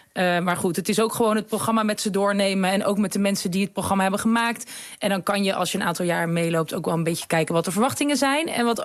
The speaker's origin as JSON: {"language": "Dutch", "town": "The Hague", "region": "South Holland", "country": "Netherlands", "said": "Ik kom zelf uit Den Haag, dus ik ben gewend dat het heel bruisend is."}